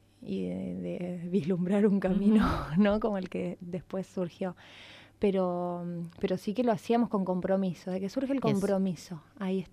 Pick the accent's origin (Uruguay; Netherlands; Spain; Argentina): Argentina; El Palomar, Buenos Aires Province; Mirá, yo soy nacida en el Palomar, como bien dijiste, que es cuna del rock nacional.